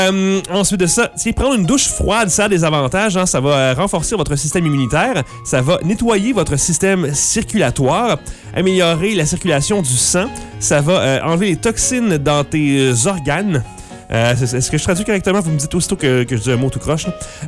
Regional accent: France; Ah ben, je suis français. Je suis français.

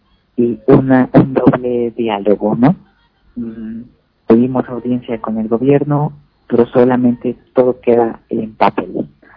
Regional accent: Mexico; Me da mucha vergüenza decir que vivo en un país de ignorantes, pero es la verdad.

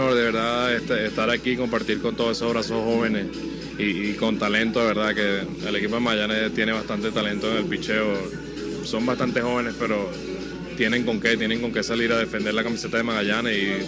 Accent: Venezuela; now in United States; A mí me encanta jugar en mi país, ya que toda mi familia no puede ir a verme en Estados Unidos

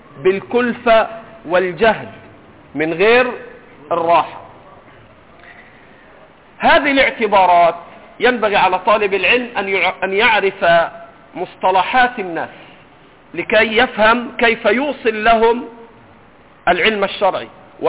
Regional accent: Egypt; عندنا في مصر ما بيشتروش مية في الغالب، بيجيبوش تريلات.

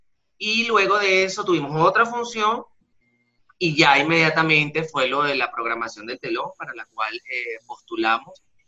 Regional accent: Venezuela; moved away as an adult; soy un artista venezolano, justamente en este mes de junio cumplo 3 años en el país

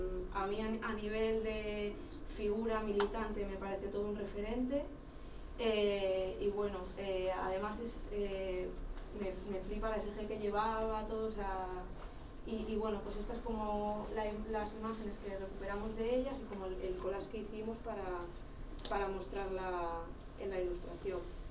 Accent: Basque Country, Spain; para las personas que somos de Euskadi

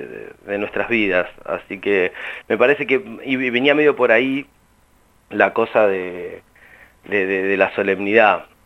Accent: Rauch, Buenos Aires Province, Argentina; now in La Plata, Argentina; yo soy oriundo de la ciudad de Rauch, hay algunas reminiscencias de mi pueblo, toda mi vida en La Plata y mis primeros 2 años en la capital, que no es pavada para un pibe de pueblo

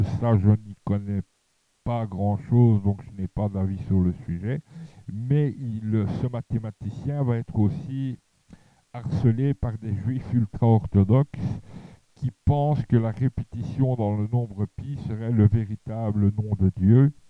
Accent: Charleroi, Wallonia, Belgium; étant à Mons, je rentrais quand même régulièrement dans ma ville natale, c'est-à-dire Charleroi

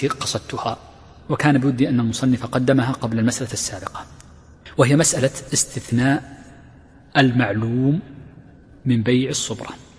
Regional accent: Riyadh Province, Saudi Arabia; accent: Najdi; هذه اللهجة التي عندنا هنا في الرياض ونجد ونحوها

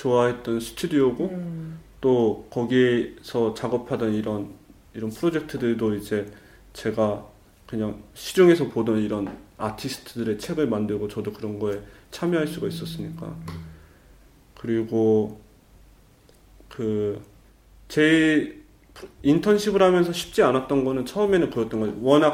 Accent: South Korea; moved away as an adult; now in Germany; 저는 이제 그 한국에서 왔고 이제 다른 문화 배경을 갖고 있어서

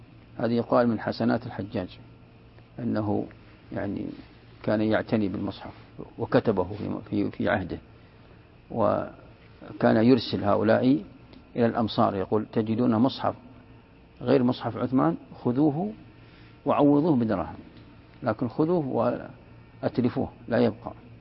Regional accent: Najd, Saudi Arabia; وهذه موجودة ترى عندنا في نجد

